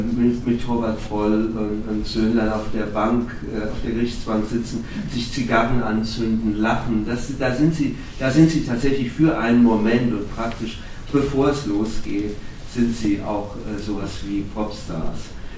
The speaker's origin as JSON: {"language": "German", "town": "Offenbach", "region": "Hesse", "country": "Germany", "said": "ich komme ja aus Offenbach"}